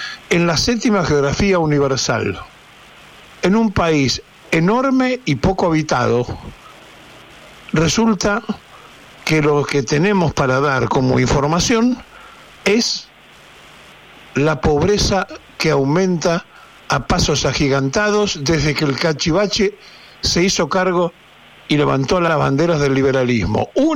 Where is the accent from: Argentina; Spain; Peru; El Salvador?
Argentina; hablando como argentino, como ciudadano, como padre, como abuelo.